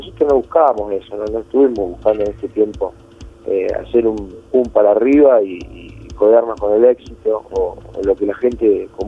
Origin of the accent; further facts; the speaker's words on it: Rosario, Santa Fe, Argentina; Ni siquiera saben que por ahí somos de Rosario.